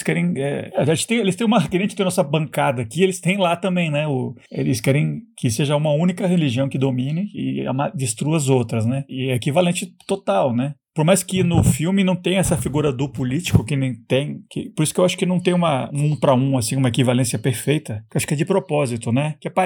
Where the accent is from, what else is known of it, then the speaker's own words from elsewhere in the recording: Brazil; eu acho que como brasileiro, acho que é bem próximo da gente aqui, né?